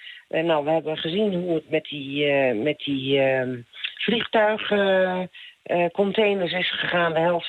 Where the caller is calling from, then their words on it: Hoogeveen, Drenthe, Netherlands; uit Hoogeveen. Ik lig lekker in mijn bedje naar jullie te luisteren.